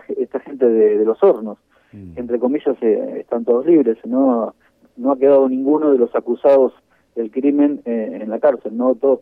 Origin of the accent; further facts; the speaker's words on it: Pinamar, Buenos Aires Province, Argentina; No, yo estoy desde el año 82 en Pinamar, nací en Capital Federal, pero ya hace muchos años que estoy por aquí.